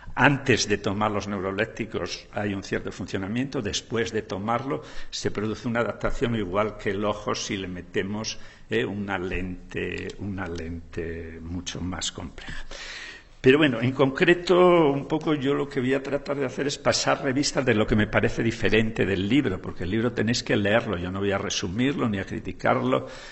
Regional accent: Asturias, Spain; en un grupo de población de la tierra donde yo soy, de Asturias

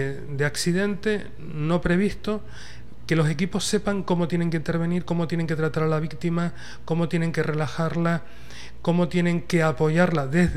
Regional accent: Canary Islands, Spain; now in Ecuador; yo soy español, vivo en unas islas que están al lado del Sáhara, en una comunidad que se llama Comunidad Canaria.

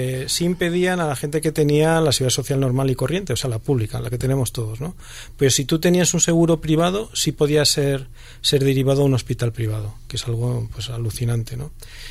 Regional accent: Spain; joder, qué bien somos los españoles, que hacemos una cosa bien

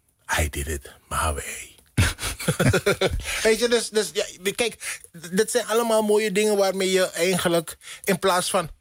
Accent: Netherlands; Omdat wij hier in Nederland als Nederlander de hongersnood hebben meegemaakt.

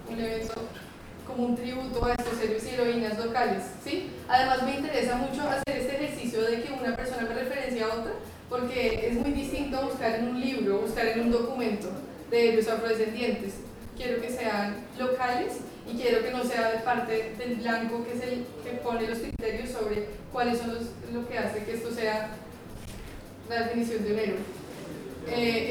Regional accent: Bogotá, Colombia; also born or lived in Boston, United States; Sí, de Bogotá, sí. Sí. Pero cuando era pequeña viví en Boston, en Estados Unidos, y viví...

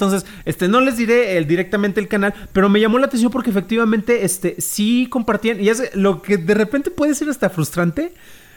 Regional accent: Morelia, Michoacán, Mexico; también es de Morelia

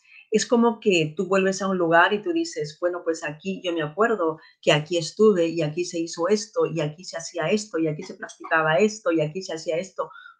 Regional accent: Peru; moved away; cuando yo era niña, cuando yo estudiaba allí en mi país de origen, en Perú

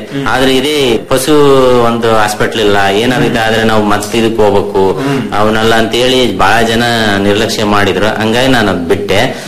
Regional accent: Karnataka, India; ನಮ್ಮೂರಲ್ಲಿ ದಾವಣಗೆರೆ ತಾಲೂಕು ಲಾಸ್ಟ್ ಊರ ಸರ್ ನಮ್ದು.

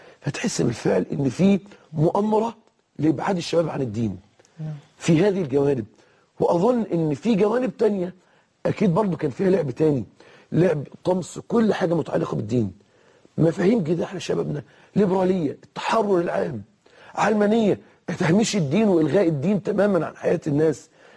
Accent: Egypt; يعني مثلا هنا في مصر في المحاكم، عندنا في مصر أصدرت المحاكم قرارا

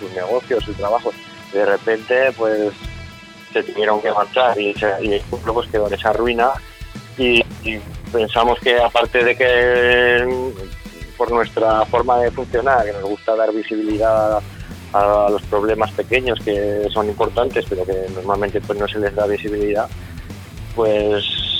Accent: Teruel, Aragon, Spain; tenemos canciones en catalán, porque aquí nosotros somos de aquí de Teruel, pero en nuestra zona, que es la Franja, es como que se habla pues ese idioma catalán, chapurreo, que quieren llamar algunos

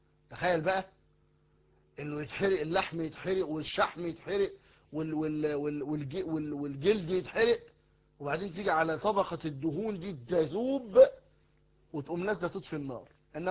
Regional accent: Egypt; انتوا عارفين المثل الدارج عندنا في مصر

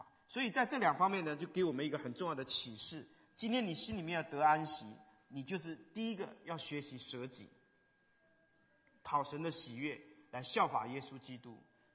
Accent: China; 对我们中国人来讲，好面子成为我们很重的一个重担。你知道国内很多年轻人现在不敢结婚

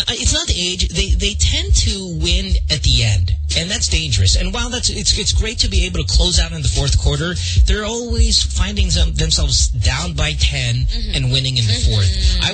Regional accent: Central Luzon, Philippines; Growing up in Bulacan, And in Bukawi, where we're from, we have a lot of fireworks.

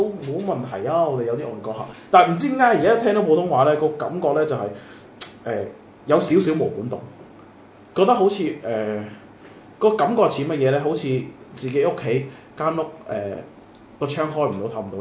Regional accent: Guangzhou, Guangdong, China; 我哋廣州人

